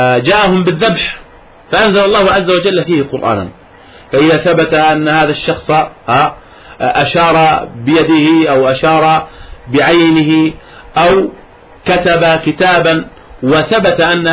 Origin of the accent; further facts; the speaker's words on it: Jordan; أن أول اعتصام خرج عندنا في الأردن